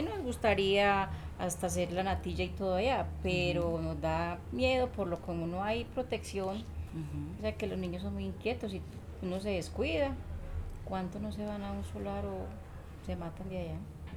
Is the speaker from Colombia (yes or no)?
yes; San Jerónimo, Antioquia, Colombia; now in Medellín, Colombia; Nosotros nos vinimos de San Jerónimo, estuvimos unos días en un que llamaban unos ranchos, nos dejaron hacer en junto al río, para el lado de lo que llamamos Barrio Triste.